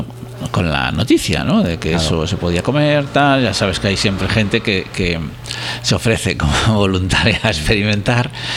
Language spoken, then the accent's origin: Spanish; Galicia, Spain; es que en Galicia, ya por mi pueblo, sí que había un prado